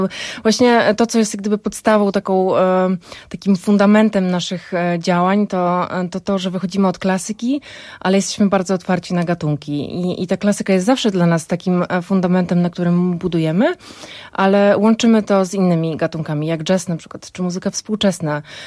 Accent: Warsaw, Masovian Voivodeship, Poland; now in Brodnica, Poland; Przeprowadziliśmy się w okolice Brodnicy 5 lat temu, ja z Warszawy

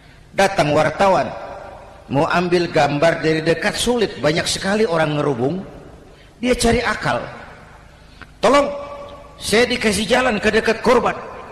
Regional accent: Jakarta, Indonesia; born there; Bahwa saya lahir di Jakarta, itu sih kebetulan.

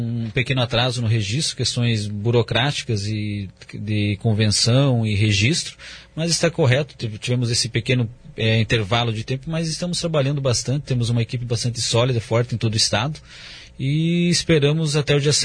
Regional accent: Paraná, Brazil; Sou do interior do Paraná, sou vereador em Foz do Iguaçu

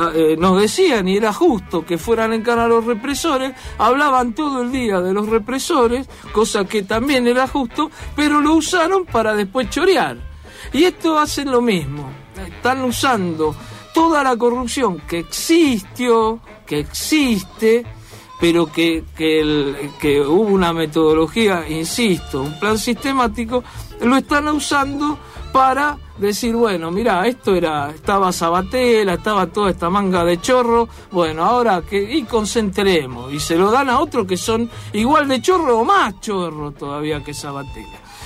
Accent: Argentina; tenemos que ver si como argentinos somos capaces de construir algo

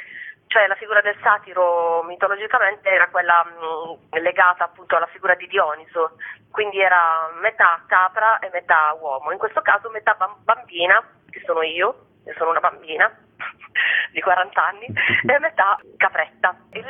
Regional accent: Bari, Apulia, Italy; anche se io sono di Bari, ho imparato a cantare in emiliano

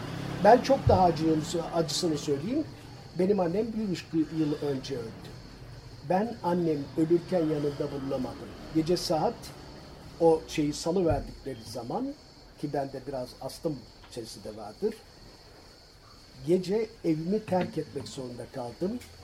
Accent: Yatağan, Muğla, Turkey; şimdi yatağı termik santralinin yapıldığı o topraklarda büyüdüm. Çünkü o toprakların bir kısmı bizim kendi topraklarımızdı. Yılda 2 ürün kaldırdığımız arazilerdi. Ben o zaman buraya termik santral yapılmaya karar verildiğinde 23-24 yaşlarında, belki daha 22 diyelim, öğretmen, genç

